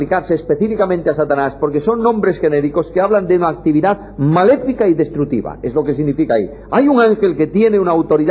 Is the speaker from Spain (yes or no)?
yes; Galicia, Spain; Y yo, como gallego, buen gallego, el gallego es un hombre que a una pregunta contesta con otra pregunta.